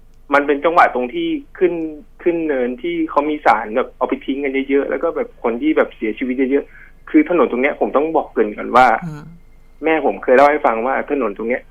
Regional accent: Bangkok, Thailand; คือผมอ่ะเกิดที่กรุงเทพแล้วก็โตที่กรุงเทพมาช่วงหนึ่ง

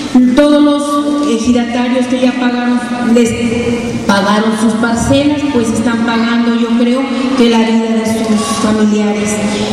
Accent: Tlaxcala, Mexico; vengo de un pueblo que se llama Santón de Lázaro Cárdenas, estado de Tlaxcala.

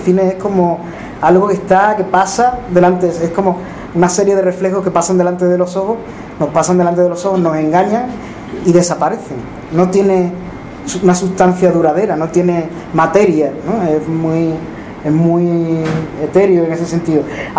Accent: Extremadura, Spain; now in Seville, Spain; Yo soy extremeño, pero vivo en Sevilla desde hace 20-tantos años, ya 25, 24.

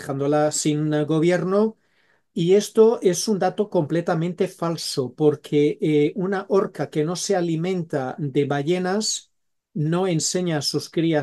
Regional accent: Switzerland; also born or lived in Spain; es que yo de pequeño, cuando crecí, crecí hablando tres idiomas, ¿no? Nosotros crecimos en Suiza y en Suiza pues hablábamos francés, con mis padres hablábamos en valenciano y luego pues cuando íbamos de vacaciones a España hablábamos castellano, ¿no?

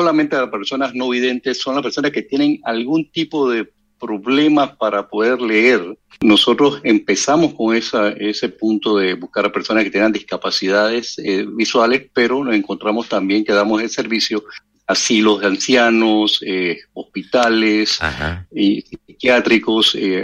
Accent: Panama; Y yo soy el único panameño.

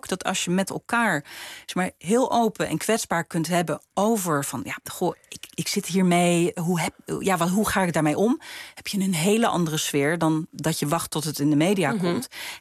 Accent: Netherlands; Maar ik vind op zijn minst dat wij als Nederlanders voorop zouden moeten lopen hierin.

